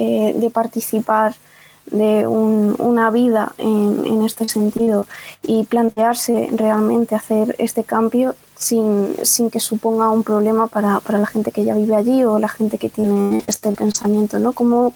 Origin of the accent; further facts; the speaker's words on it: Granada, Andalusia, Spain; yo soy de Granada y, por ejemplo, lo que has comentado del Albaicín, yo lo he visto en mis carnes, estuve mucho tiempo viviendo prácticamente por ahí